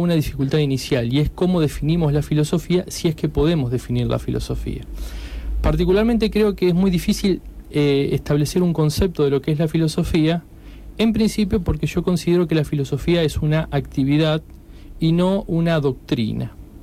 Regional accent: Paraná, Entre Ríos, Argentina; yo empecé estudiando Derecho en Santa Fe, soy de Paraná, cuando me vine a estudiar filosofía en Rosario...

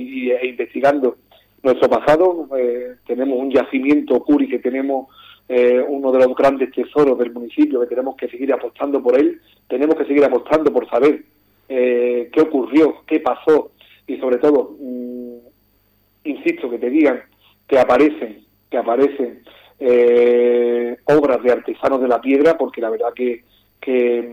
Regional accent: Ubrique, Andalusia, Spain; yo estoy muy orgulloso cuando salgo de Ubrique de hablar de mi pueblo

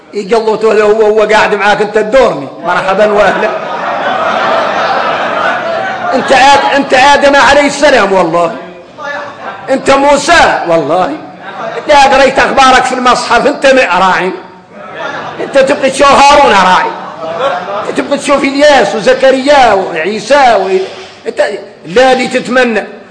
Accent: Mauritania; وفينا احنا اليوم موريتاني

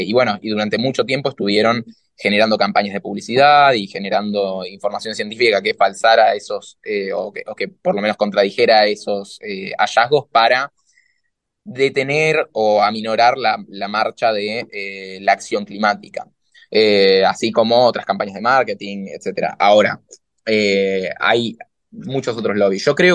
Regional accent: La Plata, Buenos Aires Province, Argentina; Yo soy de La Plata, el otro día mi ciudad se inundó

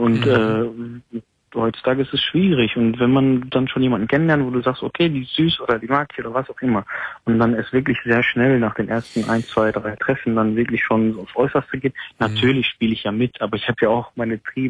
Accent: Gelsenkirchen, North Rhine-Westphalia, Germany; Und ich komme ja aus Kreis Gelsenkirchen, die Ecke

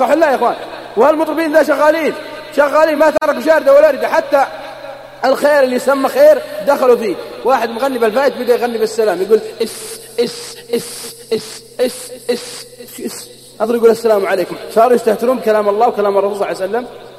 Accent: Al-Qassim, Saudi Arabia; بعطيكم شيء متأكد منه عندنا في القصيم

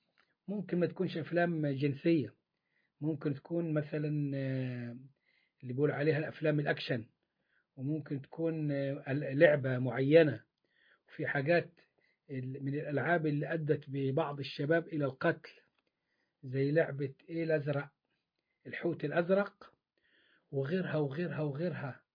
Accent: Upper Egypt, Egypt; يعني هو زي ما بيقولوا عندنا في الصعيد تفوا في بق بعض

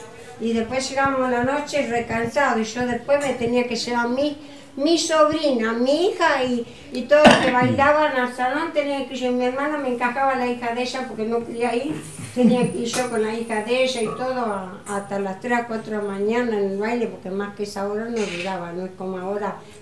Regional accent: Carlos Casares, Buenos Aires Province, Argentina; Soy de Carlos Casares.

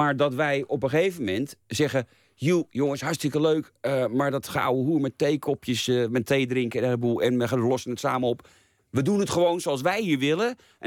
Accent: Amsterdam, North Holland, Netherlands; Ik niet, ik ben Nederlander. Liever gezegd, ik ben Noord-Hollander, ik ben Amsterdammer.

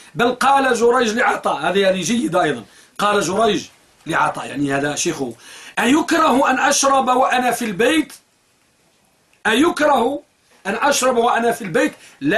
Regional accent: Morocco; ولا سيما أخص بلادنا المغرب

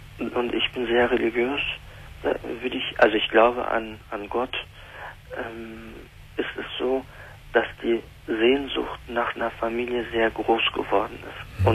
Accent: Germany; in die türkische Kultur, aber auch in dem deutschen Kultur, wo ich aufgewachsen bin

